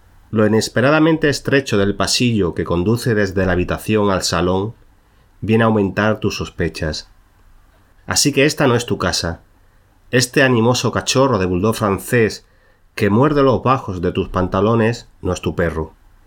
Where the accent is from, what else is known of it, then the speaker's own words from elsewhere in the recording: Cáceres, Extremadura, Spain; ambientada en mi ciudad natal, que es Cáceres, ¿no?